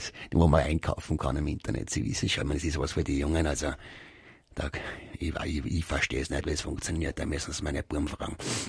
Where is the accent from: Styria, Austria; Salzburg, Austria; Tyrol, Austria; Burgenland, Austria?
Styria, Austria; Graz; born there; moved away as an adult; now in Vienna, Austria; Ich bin gebürtiger Grazer, bin als junger Mann nach Wien gekommen und habe Post studiert.